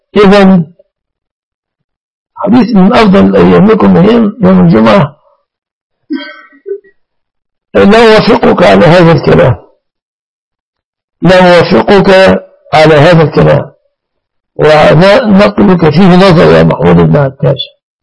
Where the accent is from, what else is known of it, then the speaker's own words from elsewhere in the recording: Mansoura, Dakahlia, Egypt; أنا من المنصورة يا سائلي، قرية جنب المنصورة.